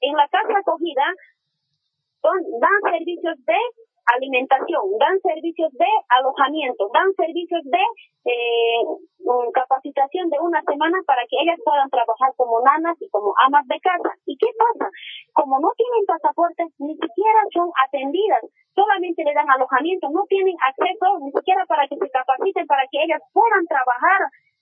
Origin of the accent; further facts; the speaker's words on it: Bolivia; now in Chile; nuestra autoridad como boliviano es como padre, como para orientarnos, no nos orienta.